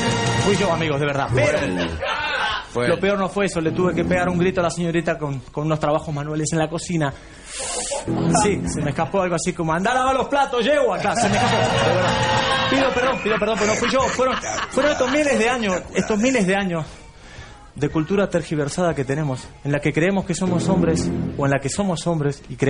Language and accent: Spanish; Buenos Aires, Argentina; soy argentino y esta mujer es tan porteña como yo, sí señor.